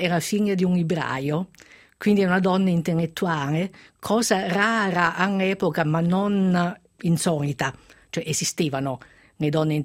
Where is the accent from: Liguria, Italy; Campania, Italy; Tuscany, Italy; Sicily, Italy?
Campania, Italy; Castellammare di Stabia; born there; sono nata lì, sono nata vicino a Pompei, sono nata a Stabia, per Castellammare di Stabia.